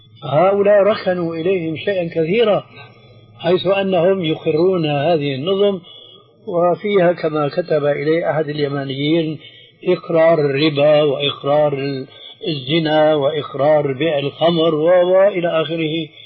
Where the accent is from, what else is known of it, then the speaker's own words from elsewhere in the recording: Syria; عندنا في سوريا